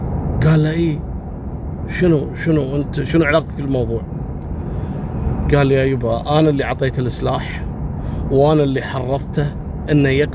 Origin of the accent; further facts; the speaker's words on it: Kuwait; نفس القصة حصلت عندنا في الكويت